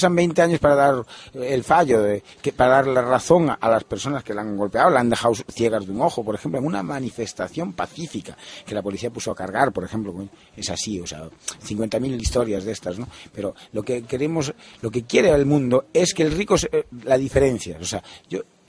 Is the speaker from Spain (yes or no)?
yes; Galicia, Spain; Yo soy gallego.